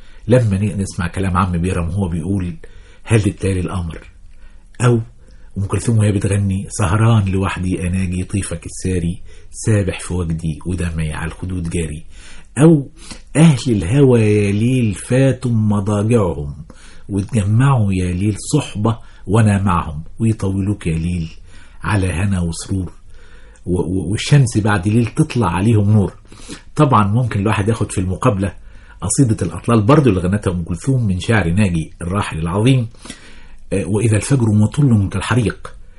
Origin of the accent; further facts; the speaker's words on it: Kafr El Sheikh, Kafr El Sheikh Governorate, Egypt; أنا أخدت دراستي الابتدائية في بلدنا كفر الشيخ، وكان لليل فيها ملمح قوي جدا.